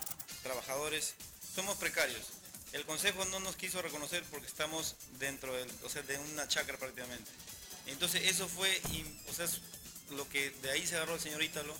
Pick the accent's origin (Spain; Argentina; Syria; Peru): Peru; tenemos derechos, también somos peruanos